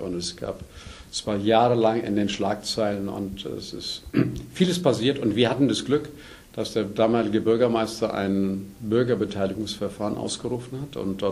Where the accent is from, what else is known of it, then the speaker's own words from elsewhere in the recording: Eppstein, Hesse, Germany; also born or lived in Westerwald; Ich komme hier aus der Nähe, aus dem Westerwald eigentlich, aus der Nähe von Weilburg. Bin groß geworden hier in Eppstein im Taunus